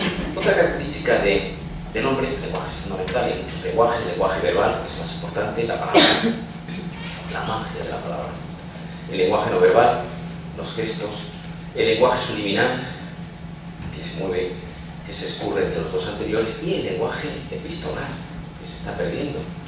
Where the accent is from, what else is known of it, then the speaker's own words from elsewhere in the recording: Andalusia, Spain; now in Madrid, Spain; yo soy andaluz, aunque yo llevo media vida en Madrid